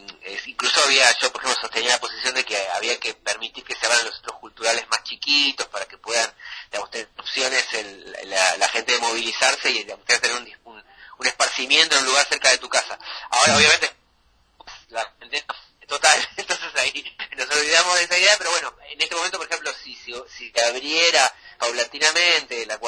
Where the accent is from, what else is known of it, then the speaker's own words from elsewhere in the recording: Villa Bosch, Buenos Aires Province, Argentina; Yo soy de Villa Bor, soy del conurbano, siempre, el 3 de febrero